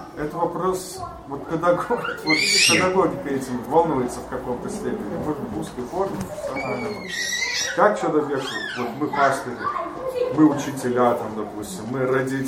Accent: Germany; Просто я вырос в Германии, у меня русский язык такой вот, ну, семейный, и я как-то не получил русскую культуру

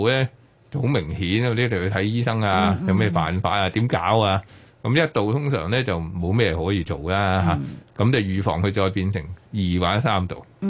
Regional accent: China; 咁我哋中国人好兴踎噶啦

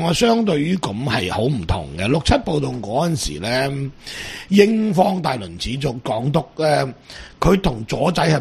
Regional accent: Hong Kong; 我哋香港人已经控制唔到而家呢个地步噶啦。

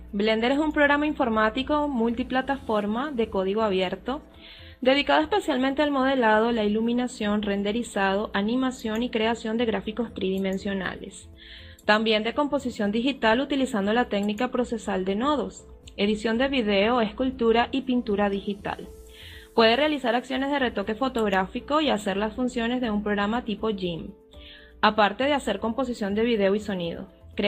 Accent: Venezuela; tengo 33 años de edad, soy de Venezuela, mejor conocida en las redes como

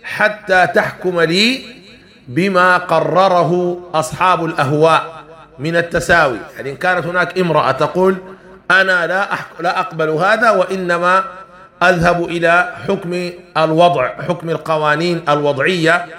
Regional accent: Sudan; وهذا كان عندنا في السودان قانون الهندي والقانون البريطاني

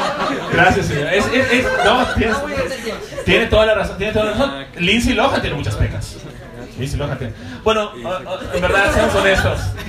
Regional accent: Cancún, Quintana Roo, Mexico

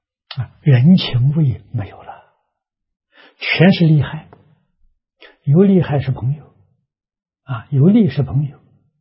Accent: Anhui, China; 我这个年龄，小时候在农村，啊，农村私塾，我们那个乡下了很特殊，是桐城派的根据地。

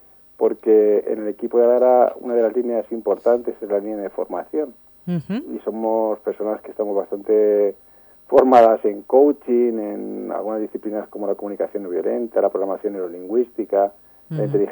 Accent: Talavera de la Reina, Castilla-La Mancha, Spain; Y siendo como soy de Talavera, era inevitable pues colaborar

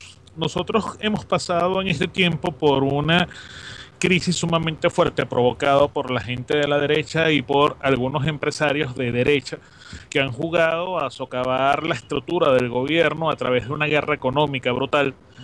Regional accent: Venezuela; todavía no tienen la concepción de lo que somos como venezolanos

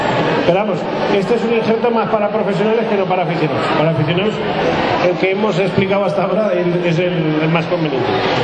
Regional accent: La Almunia de Doña Godina, Aragon, Spain; yo que soy de la Almunia, en pleno Valle del Jalón, estamos a 350 metros de altura

